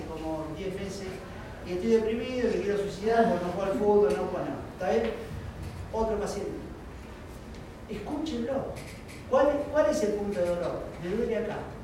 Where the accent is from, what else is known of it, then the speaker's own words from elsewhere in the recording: La Plata, Buenos Aires Province, Argentina; Soy platense, hace 25 años acá.